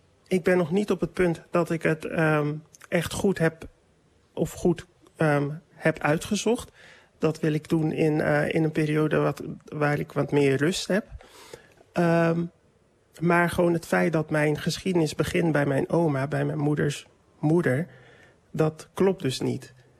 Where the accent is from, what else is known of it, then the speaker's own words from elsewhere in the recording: Dordrecht, South Holland, Netherlands; En ik ben een Dordtenaar, een importdordtenaar. Ik woon hier mijn hele leven.